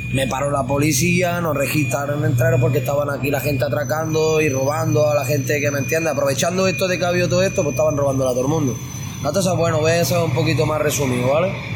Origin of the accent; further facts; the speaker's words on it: Granada, Andalusia, Spain; yo vengo de Granada, yo veo esto y lo que estaba viendo por la tele y no es la verdad